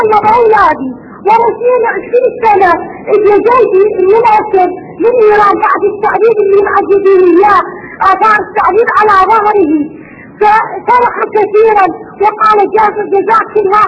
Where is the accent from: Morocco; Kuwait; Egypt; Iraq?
Iraq; اسمعني يا شيخنا. أنا من العراق.